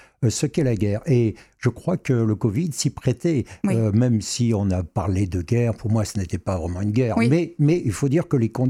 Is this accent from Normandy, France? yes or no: no; Metz, Grand Est, France; dans ma jeunesse, je jouais du côté du fort de Saint-Julien, puisque je suis originaire de Metz.